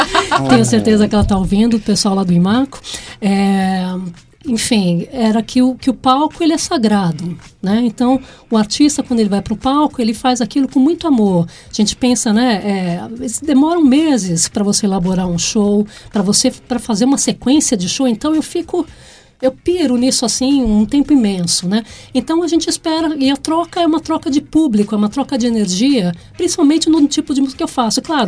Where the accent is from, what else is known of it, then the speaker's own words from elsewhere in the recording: São Paulo, Brazil; also born or lived in Bahia; now in Australia; Eu sou nascida e criada em São Paulo, né? Capital, né? Paulistana. Nascida na Avenida Paulista, para ser bem exata. Mas eu morei na Bahia antes de sair do Brasil.